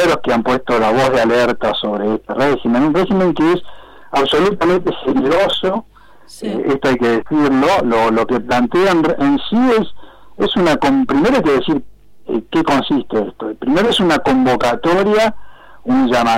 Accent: Argentina; para nosotros como, claro, como Estado y como pueblo argentino

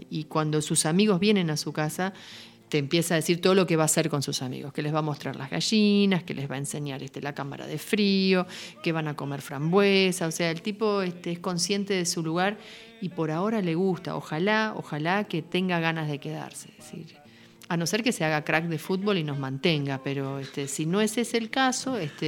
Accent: Buenos Aires, Argentina; moved away; Yo vengo de Buenos Aires, o sea, hace casi 20 años que nos fuimos de Buenos Aires, pero yo vengo de Buenos Aires y tengo amigos en Buenos Aires

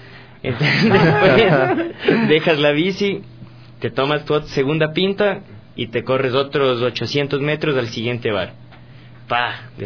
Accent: Ecuador; Como que nos veían regando cerveza, así como que, como típico ecuatoriano.

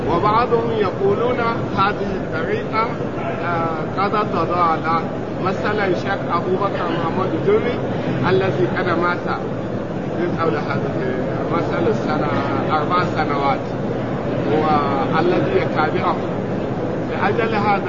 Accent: Nigeria; Arabic is a second language; لأن في نيجيريا، في بلادنا نيجيريا

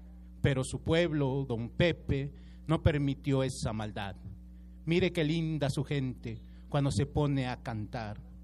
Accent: State of Mexico, Mexico; yo como soy del municipio de Catepec, Estado de México

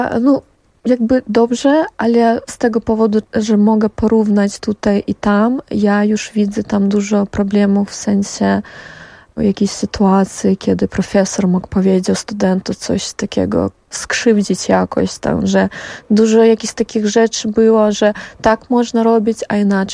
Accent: Brest Region, Belarus; Nie jestem z Mińska. Jestem z Polesia, zawsze mówię Polesia. To jakby brzeski region. Urodziłam się tam i rosłam tam i później już pojechałam na studia do Mińska.

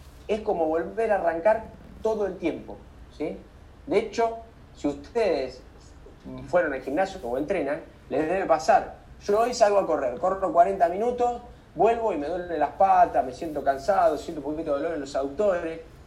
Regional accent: Balcarce, Buenos Aires Province, Argentina; yo soy de Balcarce, desde que yo vivía en Balcarce, es siempre el mismo recorrido.

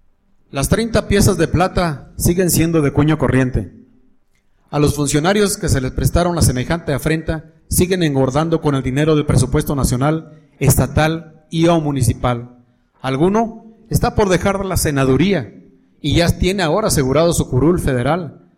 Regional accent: Mexico; ¿qué se debía hacer como mineros mexicanos?

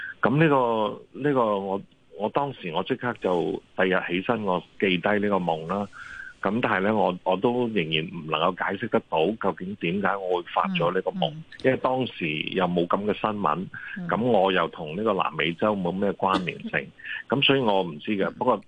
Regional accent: China; 即係我哋中國人都成日都講嚇，日有所思，夜有所夢啊嚇。

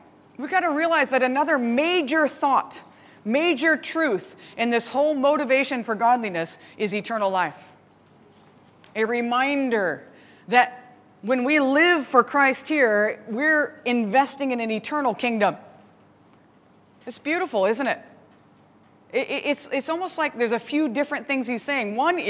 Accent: United States; he had asked me where I was from. I told him I was from America and where.

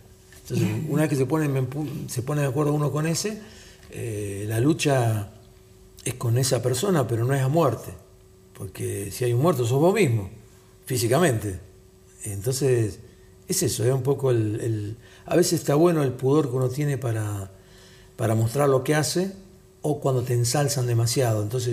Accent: Sicily, Italy; soy del sur de Sicilia.

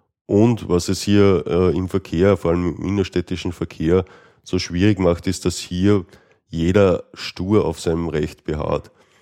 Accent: Austria; was es bei uns in Österreich etwas schwierig macht

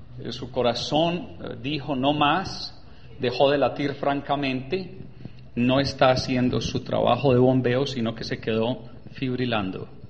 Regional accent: Antioquia, Colombia; now in United States; todo eso lo aprendí en inglés y he vivido 30 años en los Estados Unidos. Entonces, siendo paisa, no sé inglés y se me olvidó el español.

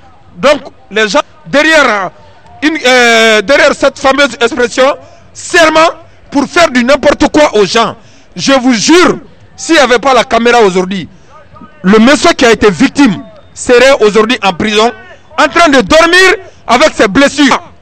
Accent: Guinea; now in Paris, France; Je suis guinéen de nationalité. Je suis agent de sécurité.

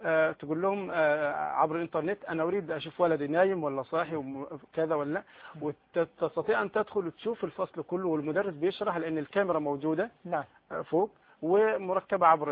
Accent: Egypt; موجودة هذه موجودة عندنا في مصر الآن

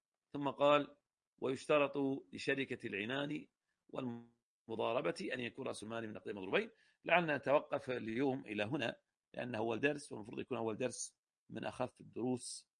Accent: Al-Ahsa, Eastern Province, Saudi Arabia; في الأصل العرق عندنا في الأحساء

